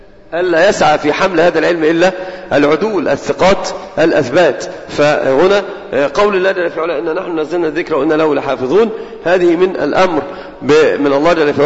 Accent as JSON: {"language": "Arabic", "country": "Egypt", "said": "ومثال عندنا في مصر مشتعل مشتهر جدا"}